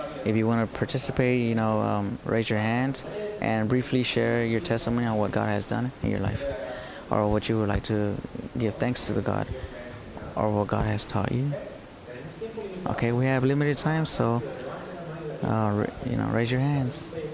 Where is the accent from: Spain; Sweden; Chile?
Chile; now in Tyler, United States; We came from Chile, and at the end, we're here in Tyler